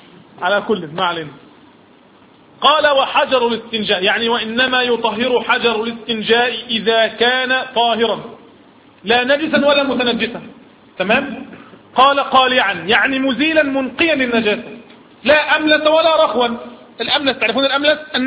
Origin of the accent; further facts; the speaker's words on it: Egypt; اسم لشجرة تعرف عندنا في مصر بالصنط